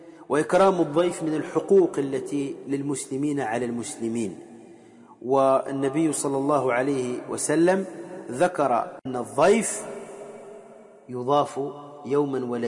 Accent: Tunisia; وكما يقال عندنا في تونس

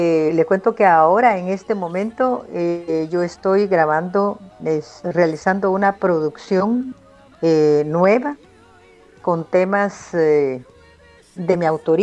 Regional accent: Guatemala; para mí como guatemalteca y como hija venir de esa estirpe artística que solo mi madre tenía

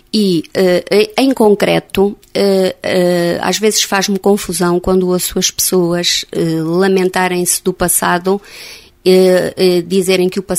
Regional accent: Oliveira, Portugal; Quando eu era adolescente, aqui em Oliveira, estudavam os filhos das pessoas que tinham dinheiro para pagar o colégio.

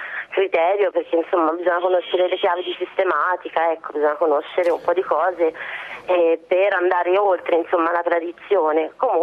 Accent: Pienza, Tuscany, Italy; Io sono di Pienza, provincia di Siena, e dalle nostre parti c'è comunque una tradizione legata alla raccolta delle erbe spontanee

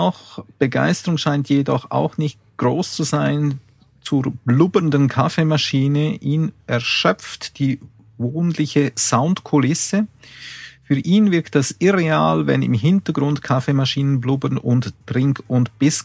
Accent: Switzerland; so bringst du mich ganz einfach zum Schweigen als Schweizer.

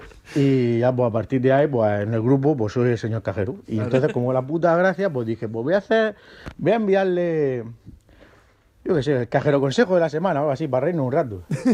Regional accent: Region of Murcia, Spain; como son murcianos y tenemos esa gracia

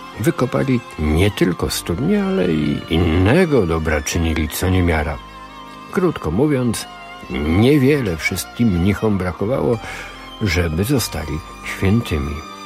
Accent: Jerzmowice, Lesser Poland, Poland; also born or lived in Kraków; now in Illinois, United States; jak w moim Krakowie. 22 Fahrenheita, ale bardziej mojsze są moje Jerzmowice, blisko Krakowa, za którymi czasami tęsknię, pomimo że dopiero co minęło zaledwie 2 tygodnie, jak wróciłem z urlopu świątecznego w rodzinnych stronach.

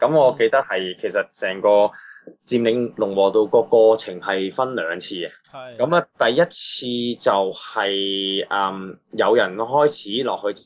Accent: Hong Kong; 咁我諗今時今日，尤其是呢件事發生喺香港，作為一個香港人

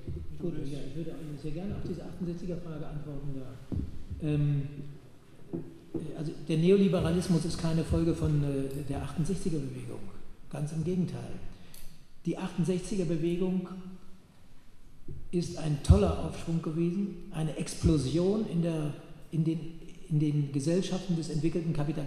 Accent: Bremen, Germany; Ich komme aus Bremen. Wir waren in der Schülerbewegung. Bremen war damals eine besondere Konstellation.

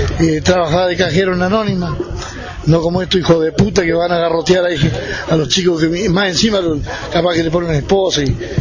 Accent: Epuyén, Chubut, Argentina; nosotros somos de Epuyén

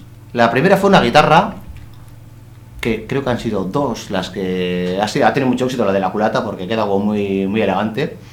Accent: Portugalete, Basque Country, Spain; yo soy de Portugalete, en concreto Portugalete

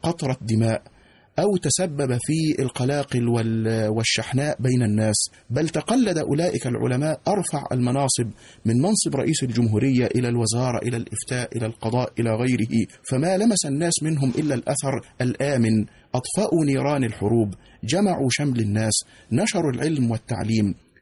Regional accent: Egypt; التي تكشف لنا كمصريين كم أن هذا البلد العظيم استقبل الوافدين من مختلف بلاد المعمورة

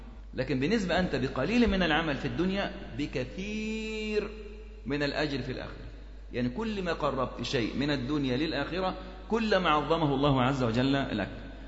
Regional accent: Egypt; برضو عندنا في مصر الوقف كان كثير جدا

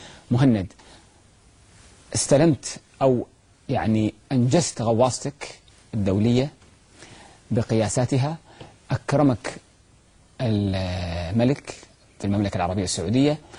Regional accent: Kuwait; عندنا في الكويت

